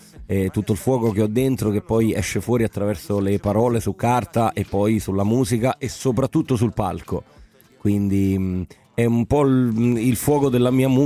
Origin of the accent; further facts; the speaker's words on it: Naples, Campania, Italy; Io da buon napoletano esco capaz bo mar